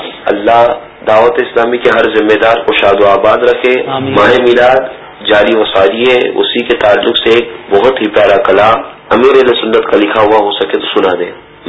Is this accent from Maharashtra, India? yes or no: yes; Bankot, Maharashtra, India; میرا تعلق ہند بانکوٹ سے ہے.